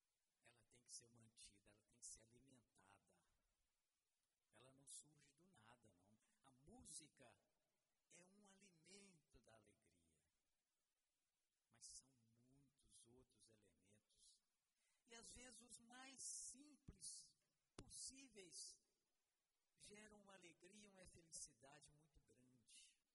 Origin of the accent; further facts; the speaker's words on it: Peçanha, Minas Gerais, Brazil; E eu fiquei me lembrando dos meninos lá de Peçanha, minha terra. Peçanha é muito alto, e de lá a gente vê todo o espinhaço, ou a maioria das serras do espinhaço.